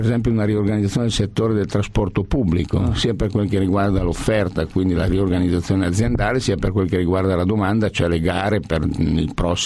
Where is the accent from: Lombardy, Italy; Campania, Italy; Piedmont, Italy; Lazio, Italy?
Piedmont, Italy; Da piemontese dobbiamo soffrire come i tifosi del Toro, quale io sono.